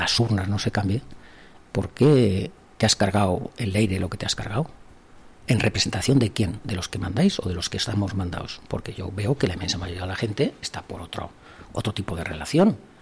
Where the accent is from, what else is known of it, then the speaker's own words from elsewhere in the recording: Navarre, Spain; Yo lo que sí sé que como navarro me están gobernando personas que están jugando con mi futuro y con el de mis hijos.